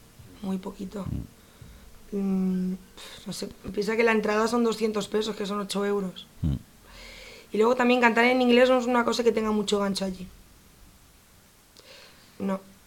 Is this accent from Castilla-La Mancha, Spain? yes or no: yes; Castilla-La Mancha, Spain; Incluyo mi tierra también, Castilla-La Mancha, ¿eh?